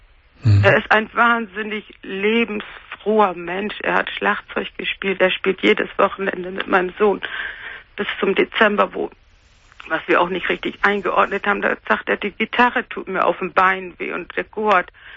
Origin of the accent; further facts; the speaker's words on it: Cologne, North Rhine-Westphalia, Germany; born there; ich bin Kölnerin von Geburt